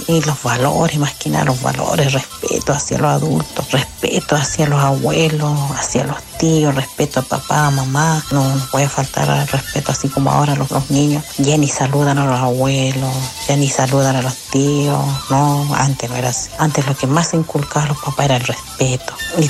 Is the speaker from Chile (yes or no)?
yes; Chuyuta, Arica y Parinacota, Chile; also born or lived in Caquena; yo soy de Chuyuta, Comuna General Lago, pero mi nacimiento es en el pueblo de Caquena, estancia Ajachacala, el que pertenece a la comuna de Putre. Según cuenta mi mamá, que hemos vivido después que yo nací ahí, hemos vivido como unos 5 o 6 meses.